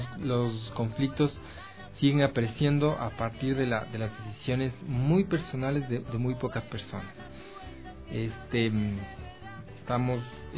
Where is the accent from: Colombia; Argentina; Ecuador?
Ecuador; Los ecuatorianos fuimos víctimas de esta xenofobia en otros países, en Europa, en Estados Unidos.